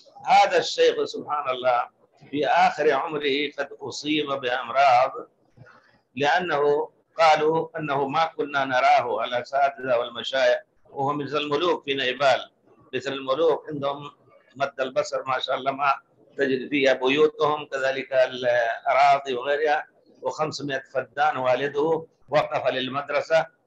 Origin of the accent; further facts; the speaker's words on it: India; now in Medina, Saudi Arabia; وأنا جيت قبله من الهند قبله بكثير